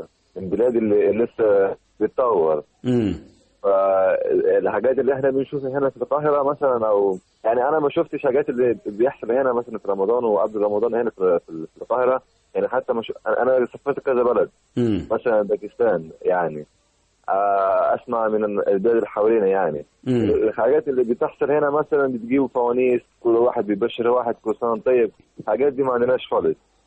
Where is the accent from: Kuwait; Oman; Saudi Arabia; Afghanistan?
Afghanistan; Arabic is a second language; وبلدنا لسه مش من تبع البلاد المتطوره. في مشاكل عندنا في افغانستان